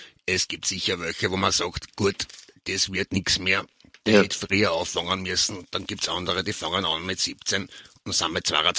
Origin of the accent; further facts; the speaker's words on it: Lower Austria, Austria; now in Vienna, Austria; Ich komme aus Niederösterreich, bin aber in Wien jetzt.